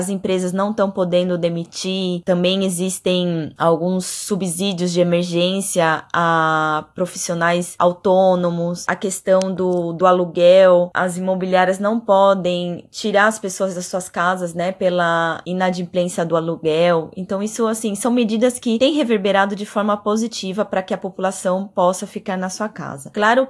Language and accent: Portuguese; Brazil; now in Buenos Aires, Argentina; sou brasileira, já vivo alguns anos na Argentina, em Buenos Aires.